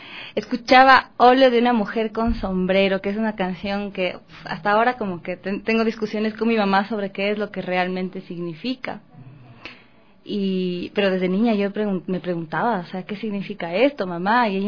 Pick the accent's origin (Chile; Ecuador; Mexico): Ecuador; Quito, Pichincha; Ah, yo crecí en Carapungo.